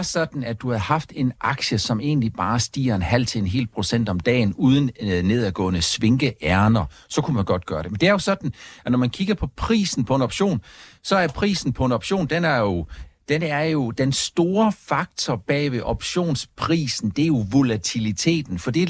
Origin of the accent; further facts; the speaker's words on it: Region of Southern Denmark, Denmark; hvis man tager til Fyn, hvor jeg kommer fra